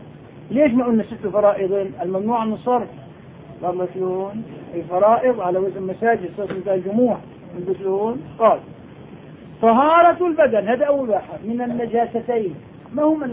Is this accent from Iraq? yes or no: no; Nablus, West Bank, Palestine; إن شاء الله أنا نابلسي